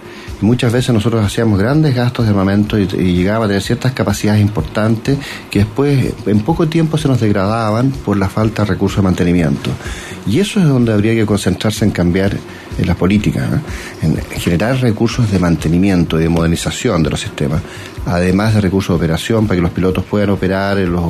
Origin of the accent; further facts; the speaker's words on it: Chile; desarrollar tecnologías nacionales para hacer las cosas más baratas, en forma más independiente, bueno, pero como chileno.